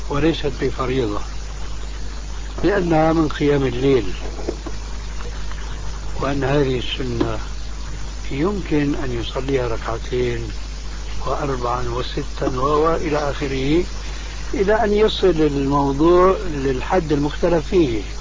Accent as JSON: {"language": "Arabic", "country": "Syria", "said": "كما يقولون عندنا في الشام"}